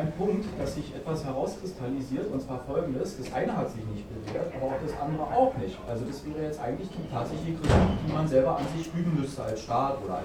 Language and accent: German; East Germany, Germany; Also ich komme aus dem Osten, und ich finde es sehr spannend, das eine erlebt zu haben und das andere jetzt zu erleben